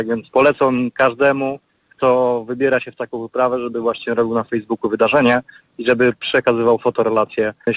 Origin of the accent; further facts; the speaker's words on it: Lublin, Lublin Voivodeship, Poland; Jestem z Lublina